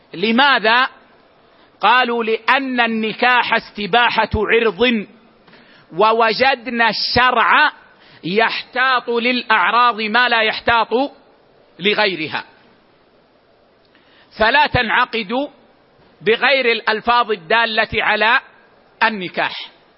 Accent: Medina, Medina Province, Saudi Arabia; يعني مثلا عندنا في المدينة العيش في لهجتنا هو الخبز، هو الخبز

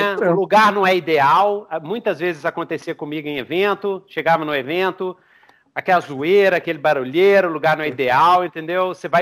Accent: Belo Horizonte, Minas Gerais, Brazil; não é pra quem é da roça, que nem eu, que sou de Belzonte.

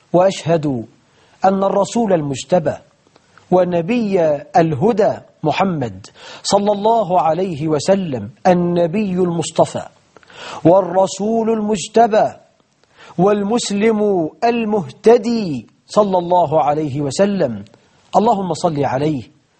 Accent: Egypt; يجعل بلدنا مصر أمنا أمانا

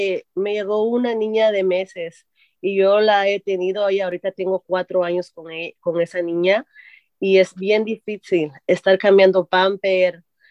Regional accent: El Salvador; Y soy del Salvador.

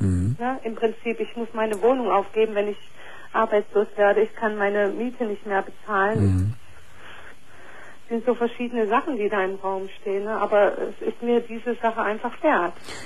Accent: East Germany, Germany; Ich komme aus dem Osten.

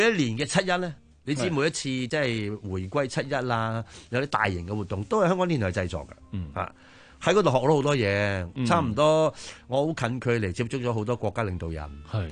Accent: China; 我會講我係中國人咯

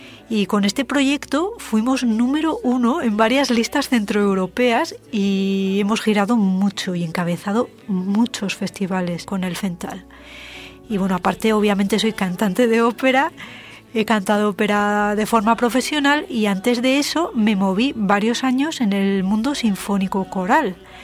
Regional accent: Pamplona, Navarre, Spain; Soy de Pamplona

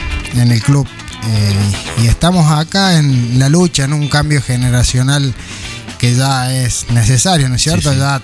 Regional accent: San Marcos, Córdoba, Argentina; hasta que me volví a Córdoba, fueron todos tres días. Decidí moverme vuelta acá a San Marcos.

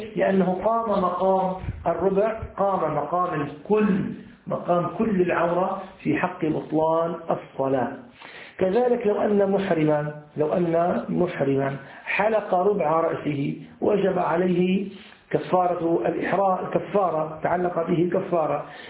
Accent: Syria; ولكن عندنا في سوريا موجود في أسفل الجلابية أسفل القميص

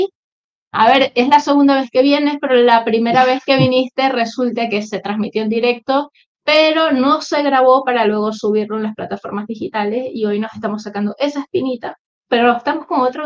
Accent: Venezuela; now in Spain; viví mi niñez, mi infancia, mi adolescencia en Venezuela

